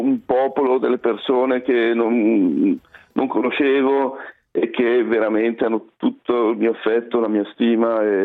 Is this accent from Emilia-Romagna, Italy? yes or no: no; Lombardy, Italy; Io poi che sono un lombardo verace